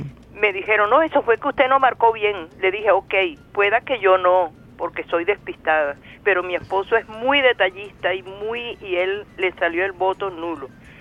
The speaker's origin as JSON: {"language": "Spanish", "country": "Colombia", "said": "Colombia se dejó vencer y te lo digo que soy colombiana."}